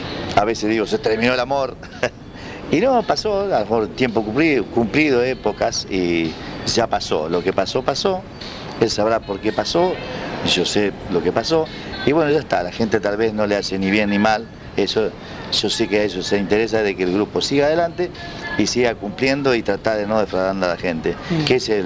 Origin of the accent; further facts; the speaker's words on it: Santa Fe, Argentina; No creía que de mi Santa Fe podría ocurrir eso